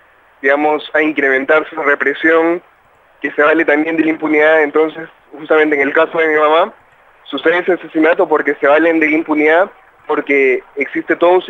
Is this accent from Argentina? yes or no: no; Honduras; nosotros, como hondureños y como parte de movimientos sociales de Honduras